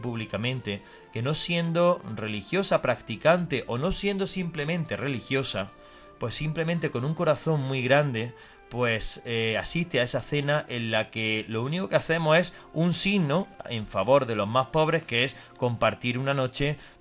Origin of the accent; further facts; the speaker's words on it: Jaén, Andalusia, Spain; en Jaén, de donde yo soy, pues la verdad es que tiene mucho arraigo